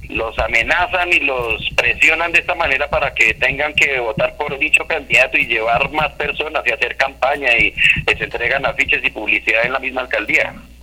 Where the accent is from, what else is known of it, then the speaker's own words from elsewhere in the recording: Soacha, Cundinamarca, Colombia; yo soy un habitante de Soacha, soy soachuno.